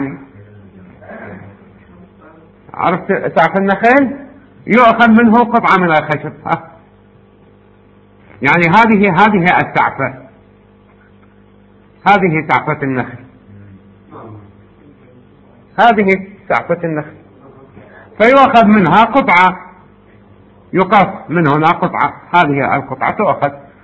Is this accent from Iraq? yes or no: yes; Iraq; احنا عندنا بالعراق يسموه كلبتوز